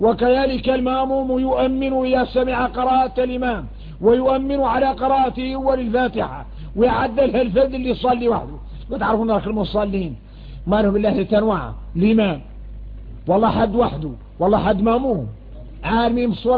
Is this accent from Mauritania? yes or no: yes; Mauritania; واحنا موريتاني